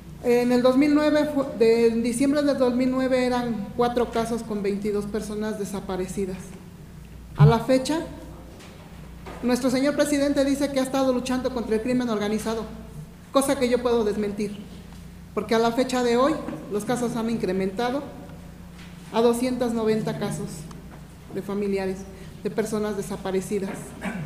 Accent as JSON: {"language": "Spanish", "town": "Ecatepec", "region": "State of Mexico", "country": "Mexico", "said": "Vengo del Estado de México, municipio de Ecatepec."}